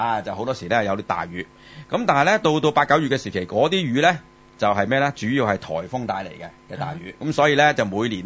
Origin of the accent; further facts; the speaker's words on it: Hong Kong; 係生於斯長於斯㗎啦，包括我包括你係咪啊 ,Jeffy 你啦係咪，咁我哋喺香港長大